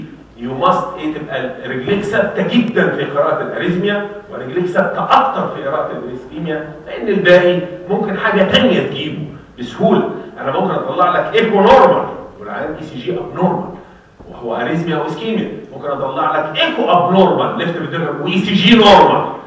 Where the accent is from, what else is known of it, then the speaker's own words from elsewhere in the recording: Egypt; احنا مصريين نعمل ريكتال ليد